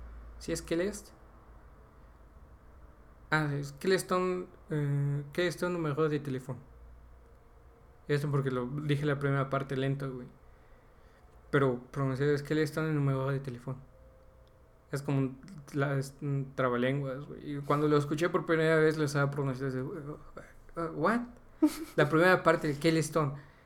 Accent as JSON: {"language": "Spanish", "region": "Puebla", "country": "Mexico", "accent": "Poblano", "said": "es fácil para nosotros poblanos, güey, porque ya hablamos de por sí así nuestro acento. Estiramos las vocales."}